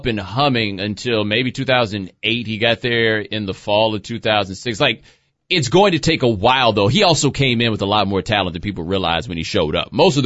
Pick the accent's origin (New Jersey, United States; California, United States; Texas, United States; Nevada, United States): Texas, United States; Houston; also born or lived in Nigeria; I don't say "we" about North Carolina very much. I'm from Texas. I am from Houston. That's where I'm from. That's me.